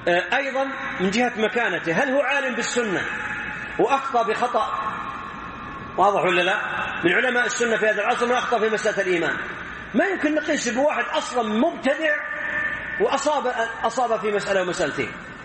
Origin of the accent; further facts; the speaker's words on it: Saudi Arabia; مثل واحد عندنا في السعودية